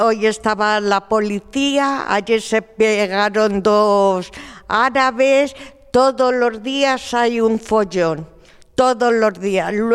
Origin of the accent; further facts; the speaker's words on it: Madrid, Community of Madrid, Spain; soy de La Ventilla toda la vida y bueno, mi protesta un poco es que vivo al lado de la Cruz de Malta